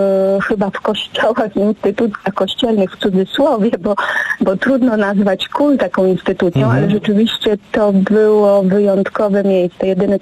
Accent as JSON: {"language": "Polish", "town": "Łódź", "region": "Łódź Voivodeship", "country": "Poland", "moved": "yes", "lives_now": "Lublin, Poland", "said": "Nie byłam też lubelanką wtedy, bo przyjechałam do Lublina z Łodzi 20 lat temu"}